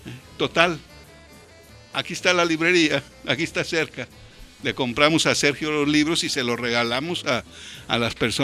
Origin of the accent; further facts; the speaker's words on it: Guadalajara, Jalisco, Mexico; Al fin somos tapatíos y al fin somos habitantes que estamos preocupados por la belleza de esta ciudad de Guadalajara.